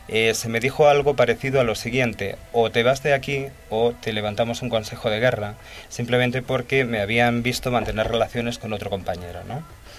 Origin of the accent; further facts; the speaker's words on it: Spain; por cómo se me escucha hablar, pues se nota que evidentemente soy español